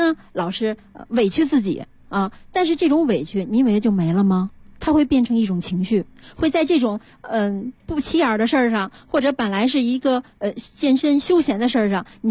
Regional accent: China; 而我作为一个中国人，虽然也受过西方的文化和学习的影响，

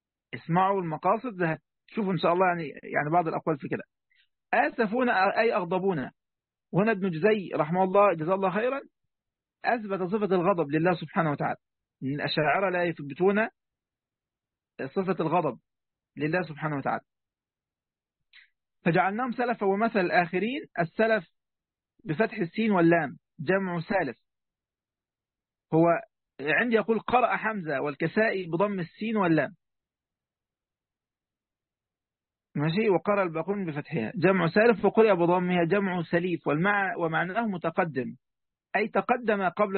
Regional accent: Egypt; حتى عندنا في مصر يعني يقول لك يا فرعون من فرعنك

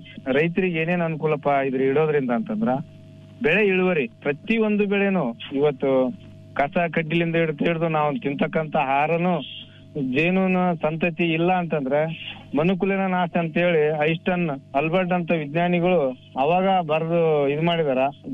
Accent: Indragi, Karnataka, India; ನಮ್ಮೂರು ಇಂದ್ರಿಗಿ, ಕೊಪ್ಪಳ ಜಿಲ್ಲೆ, ಕೊಪ್ಪಳ ತಾಲೂಕು.

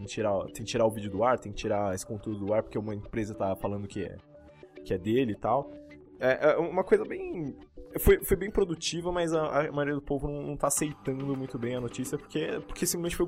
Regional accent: Brazil; É porque a gente é brasileiro.

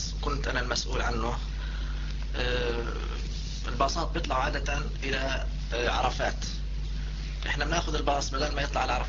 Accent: Jordan; هذا بالنسبة لوضعنا إحنا كأردنيين.

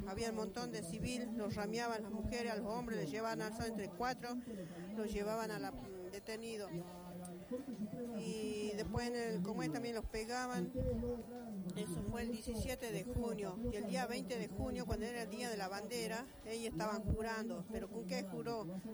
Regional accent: San Salvador de Jujuy, Jujuy, Argentina; venimos desde San Salvador de Jujuy, de la provincia.

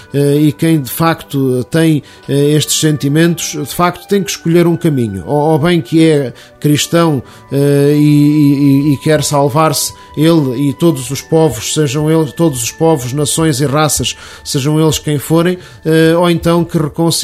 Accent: Portugal; Isto envergonha-nos a todos como portugueses

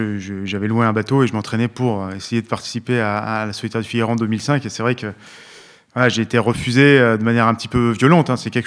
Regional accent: Briançon, Provence-Alpes-Côte d'Azur, France; born there; also born or lived in Guadeloupe; Moi, je suis né à Briançon

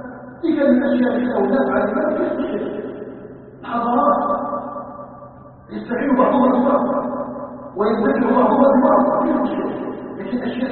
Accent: Algeria; ونحن ابناء الجزائر وابناء الجزائر راضيين عن الحقائق

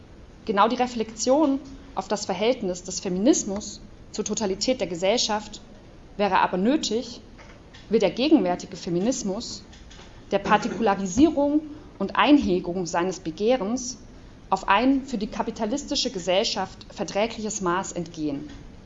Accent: Leipzig, Saxony, Germany; ich komme aus Leipzig

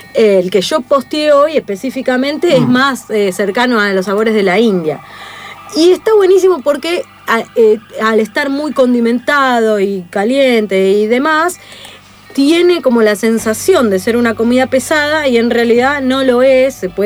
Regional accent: Argentina; soy cuarta generación argentina, pero dale, soy rubia, soy polaca.

